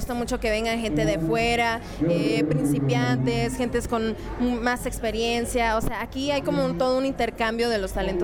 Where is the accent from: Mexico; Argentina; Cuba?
Mexico; Nogales, Sonora; yo soy de Nogales, Sonora.